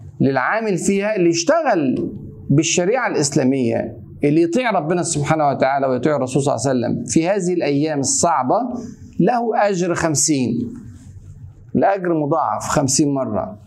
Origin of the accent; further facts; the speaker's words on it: Egypt; زي ما كده بيقول عندنا في مصر اتعشت